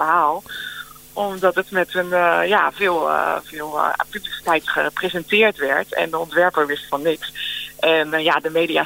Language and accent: Dutch; Delft, South Holland, Netherlands; now in Den Hoorn, Netherlands; Ja, ik kom oorspronkelijk uit Delft. En ik woon nu in Den Hoorn. Ja, dat is echt vlakbij Delft.